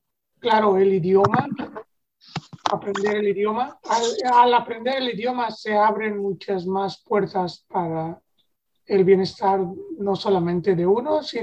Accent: Oaxaca, Mexico; now in United States; Soy del estado de Oaxaca

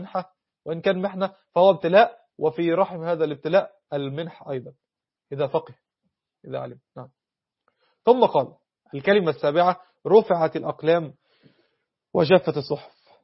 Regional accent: Egypt; احنا عندنا في مصر بيقول لك مثل ايه

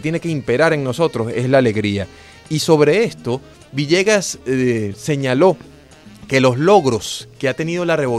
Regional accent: Caracas, Capital District, Venezuela; sí, soy caraqueño, vivo aquí, ¿qué pasa?

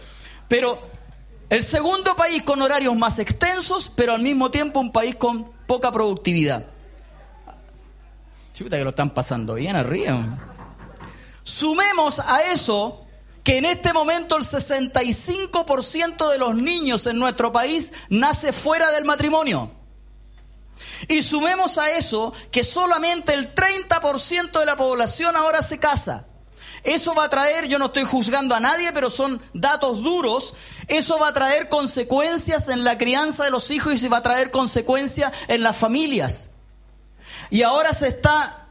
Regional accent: Chile; ¿qué podemos decir que como chileno medio somos felices?

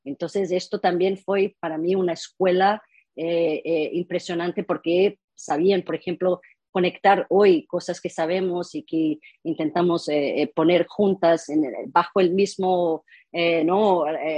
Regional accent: Rio de Janeiro, Brazil; Spanish is a second language; yo soy brasileña, mi padre es de origen alemana, mi madre es mitad indígena, mitad española, nacido en la Amazonía.

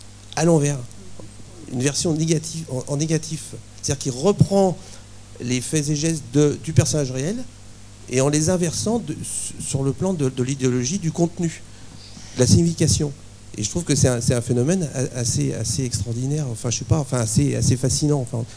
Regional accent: Nouvelle-Aquitaine, France; je suis de Charente

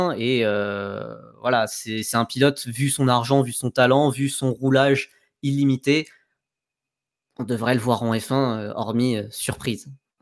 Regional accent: France; ce qui m'embête un peu en tant que Français

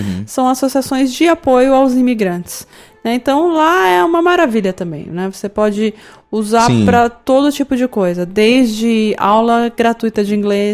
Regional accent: São Paulo, Brazil; É, como a gente é de São Paulo, às vezes a gente passa anos, né?

